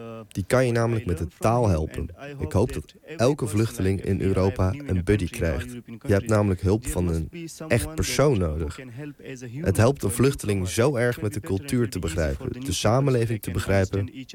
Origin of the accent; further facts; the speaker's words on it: Belgium; Sindsdien help ik hem als leraar, als aardrijkskundige, maar ook als Belg.